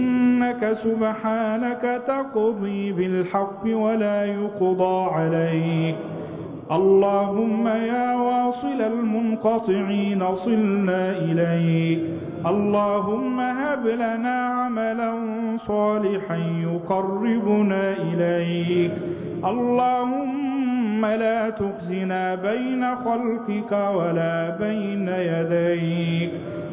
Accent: Egypt; اللهم اجعل بلدنا مصر أمنا أمانا سلما سلاما سقاء رخاء

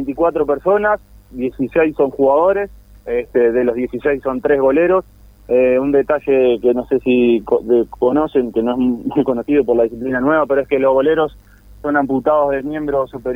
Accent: Colonia, Uruguay; después de acá de Colonia somos 3, yo soy de Colonia, del departamento somos 3 de Colonia

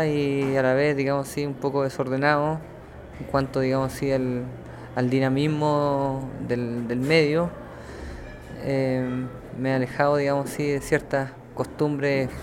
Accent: Chile; soy un músico chileno

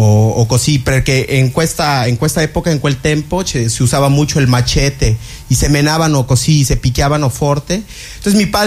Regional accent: Chetumal, Quintana Roo, Mexico; Italian is a second language; Pues io sono nato in Chetumal, che è la capitale di Quintana Roo

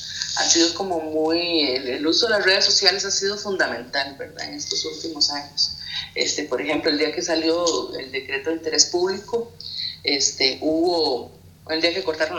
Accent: Costa Rica; tenía un 90% de rechazo aproximadamente en mi país

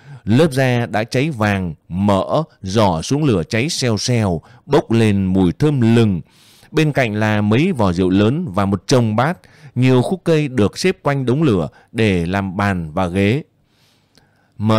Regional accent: Hanoi, Vietnam; born there; tôi sinh ra ở Hà Nội, chưa biết đến quê hương

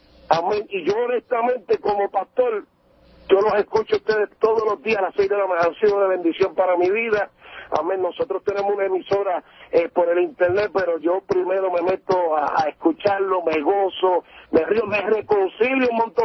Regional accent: Fitchburg, Massachusetts, United States; Yo soy de Fishburne, Massachusetts.

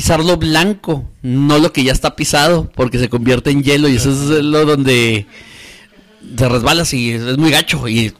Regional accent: Ciudad Juárez, Chihuahua, Mexico; yo es muy gracioso porque somos de Juárez, estamos acostumbrados a los fríos

